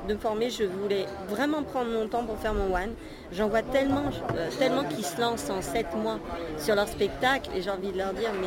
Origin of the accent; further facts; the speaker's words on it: Paris, Île-de-France, France; born there; Je suis née à Paris.